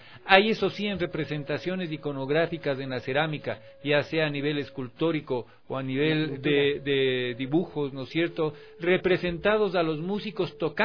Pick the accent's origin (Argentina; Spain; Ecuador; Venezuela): Ecuador; Cuenca, Azuay; yo crecí en Cuenca entre artesanos ceramistas